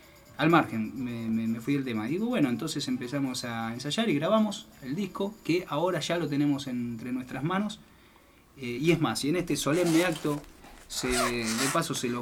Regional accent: Buenos Aires, Argentina; En realidad yo soy de Matadero, no somos todos de Matadero, ¿no? Hay de varios barrios.

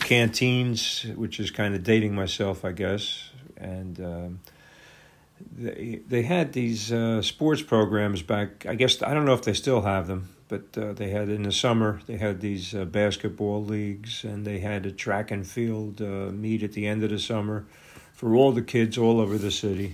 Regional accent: Newark, New Jersey, United States; I wouldn't trade growing up in Newark for anything. I grew up in the North Ward, so I wouldn't trade Forest Hills for Beverly Hills.

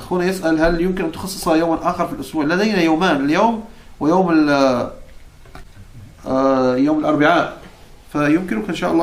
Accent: Morocco; نعم أنا من المغرب، أنا مغربي شامي حجازي.

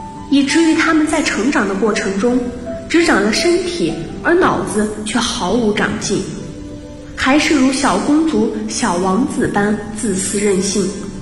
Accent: Changsha, Hunan, China; 来自湖南长沙，距离我的家乡848公里。

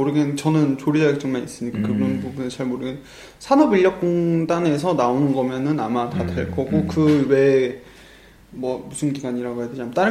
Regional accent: Cheongju, North Chungcheong, South Korea; 청주에서 저는 고향이 청주거든요. 청주에서 중학교까지 졸업을 하고

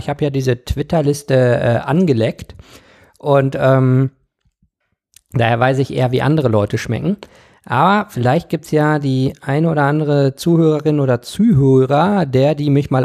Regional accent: Bochum, North Rhine-Westphalia, Germany; born there; also born or lived in Rwanda; ich bin in Bochum im Ruhrgebiet geboren, bin dann aber in Ruanda in Ostafrika aufgewachsen, bis ich 5 war. Das ist so grob, wo ich herkomme.

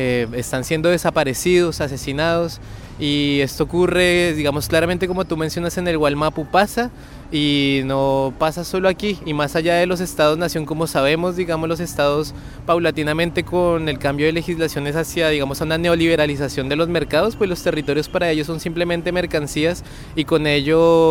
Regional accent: Colombia; mi tierra, que es donde, digamos, la enseñanza militar estadounidense y de las escuelas de las Américas ha estado más presente, precisamente donde está el cruce entre Panamá y Colombia.

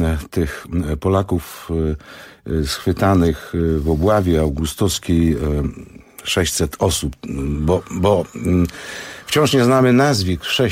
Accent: Olsztyn, Warmian-Masurian Voivodeship, Poland; born there; Ja się urodziłem w Olsztynie i bardzo bliskie mi są tamte tematy

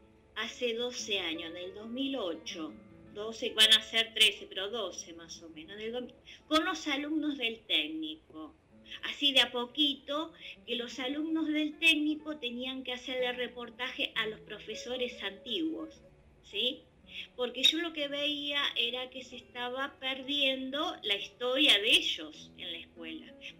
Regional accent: Ituzaingó, Buenos Aires Province, Argentina; Yo soy de Ituzaingó, donde en los alrededores de la provincia no hay arte.

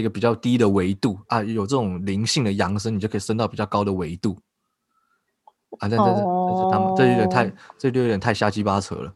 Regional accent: Keelung, Taiwan; 像我跟我家人小时候在基隆，因为我们家住在庙旁边啊

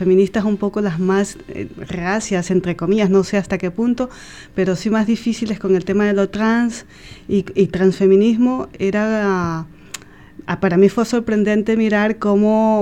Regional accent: Ecuador; estamos conectándonos, por ejemplo, con Ecuador, ya que somos ecuatorianos

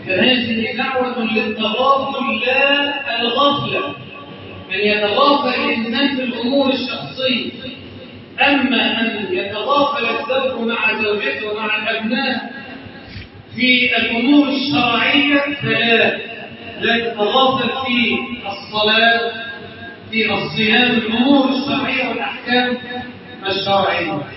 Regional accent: Egypt; اجعل بلدنا مصر امنا امانا

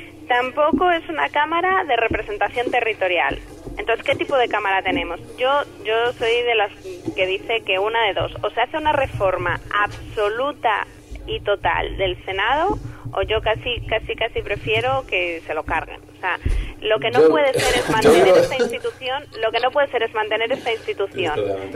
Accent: Salamanca, Castile and León, Spain; yo como salmantina

